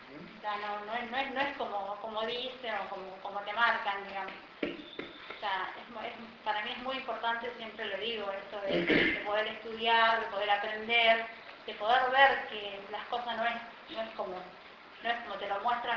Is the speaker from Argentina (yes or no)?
yes; Corrientes, Argentina; yo soy de Corrientes, ¿no? De un pueblo.